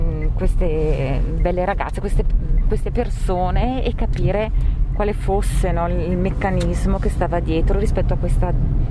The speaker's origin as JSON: {"language": "Italian", "town": "Brescia", "region": "Lombardy", "country": "Italy", "said": "io dico sempre che da bresciano ho imparato a dare ad affrontare anche l'ostacolo"}